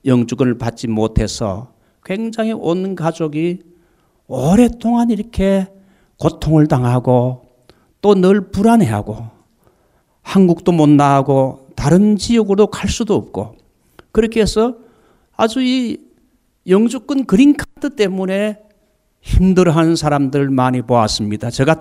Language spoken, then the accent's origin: Korean; South Korea; moved away as an adult; now in United States; 분명히 외모로 볼 때 저는 한국 사람이요. 누가 봐도 저를 미국 사람이라 할 수 없는데 완전 토럴리 한국 사람인데 저는 사실 미국 국적을 가지고